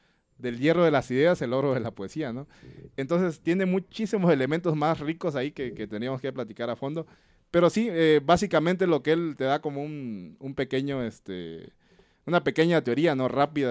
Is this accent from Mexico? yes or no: yes; Chiapas, Mexico; el Soconusco de esta misma región, que es muy particular en Chiapas, que no era Chiapas, pero la anexaron políticamente, de donde yo soy